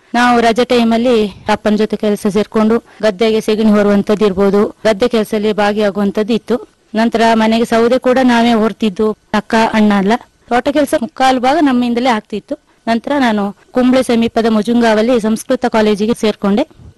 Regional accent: Karnataka, India; ನಾನು ಹುಟ್ಟಿದ್ದು ಜಯನಣೆ, ನರೇಂದ್ರ ಗ್ರಾಮದಲ್ಲಿ. … ತಾಯಿ ಕಾವೇರಮ್ಮ ಅಂತ. ನಾವು ಬಡವರಾಗೇ ಹುಟ್ಟಿದ್ದು, ನಾವು 4 ಜನ ಮಕ್ಕಳು.

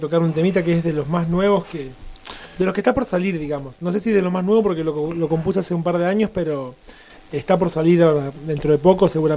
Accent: Santa Isabel, Santa Fe, Argentina; la compuse en mi pueblo, en Santa Isabel, un pueblo de 4.000 habitantes, muy pequeño, al sur de la provincia de Santa Fe, muy pegado a Venado Tuerto

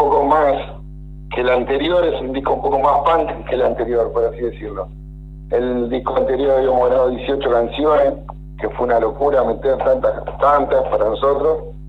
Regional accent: Buenos Aires Province, Argentina; Nosotros somos todos de Zona Sur, no somos de Capital Federal.

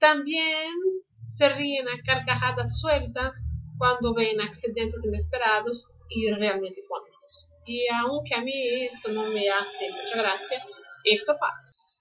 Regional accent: Brazil; Spanish is a second language; soy de Brasil. Aquí doy clases de español online presenciales desde hace 15 años

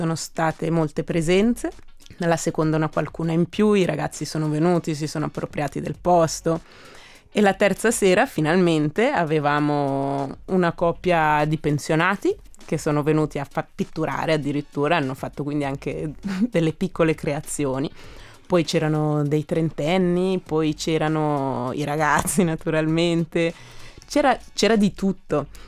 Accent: Giubiasco, Ticino, Switzerland; Ma certamente io sono cresciuta a Giubiasco, quindi nell'animazione c'è anche una certa spinta di cittadinanza

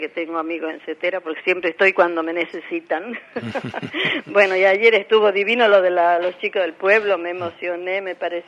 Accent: La Rioja, Argentina; somos riojanas, somos más conocidas en La Rioja

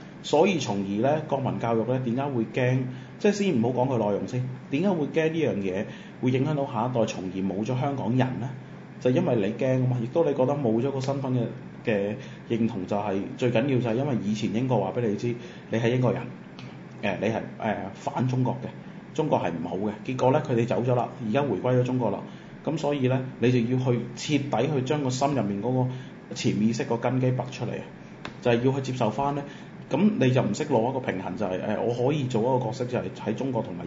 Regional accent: Macau; 我係澳門人，就冇嘢可以代表到我哋澳門。我哋澳門人就係澳門人

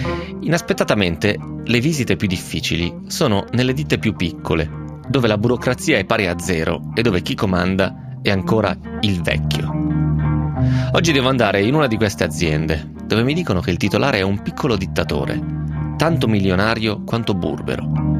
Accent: Lecco, Lombardy, Italy; Io sono di Lecco e conosco il mio dialetto

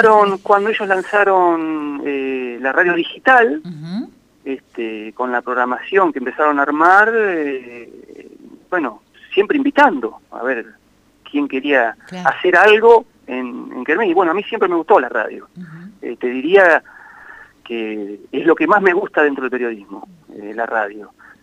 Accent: Catriló, La Pampa, Argentina; tengo una relación que no he cortado con Catriló, que es mi pueblo natal, tengo mis padres allá.

